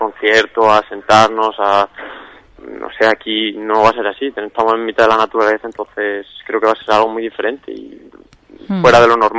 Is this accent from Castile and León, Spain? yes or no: yes; Valladolid, Castile and León, Spain; now in Seville, Spain; no soy de aquí, soy de Valladolid, soy estudiante de Valladolid que está en Sevilla estudiando